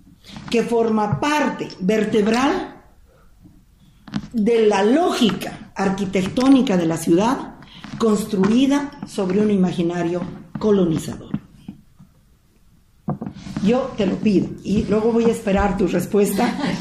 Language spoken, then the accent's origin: Spanish; Bolivia; Yo soy boliviana.